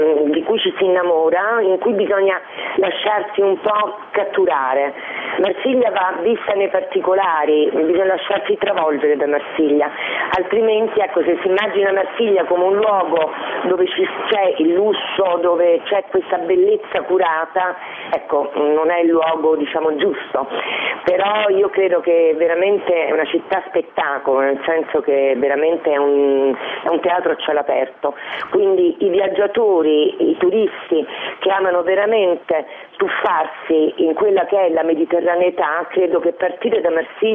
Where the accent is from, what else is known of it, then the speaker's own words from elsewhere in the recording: Rome, Lazio, Italy; Mi sono anche innamorata di un uomo napoletano che ho sposato, ho partorito mio figlio a Napoli, pur essendo io romana.